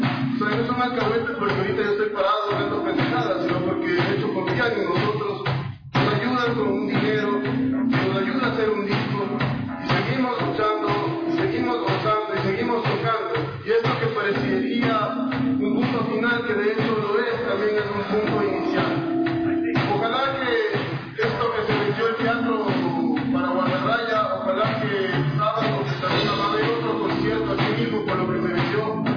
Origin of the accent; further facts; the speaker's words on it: Ecuador; Nosotros somos ecuatorianos, no sé si eso es un defecto.